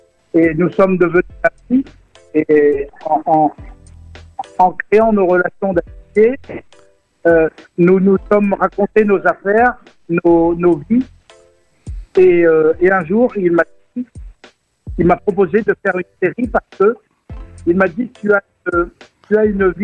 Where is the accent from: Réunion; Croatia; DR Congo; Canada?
Réunion; moved away as an adult; J'ai grandi à La Réunion et j'ai quitté mon île natale à 22 ans pour intégrer la police à Paris.